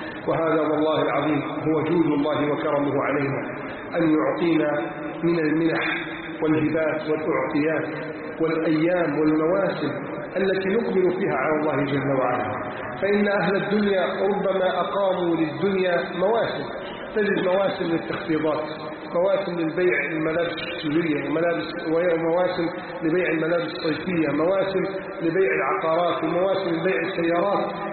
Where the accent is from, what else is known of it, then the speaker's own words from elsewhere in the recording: Egypt; اللهم احفظ بلدنا مصر من كيد الكائدين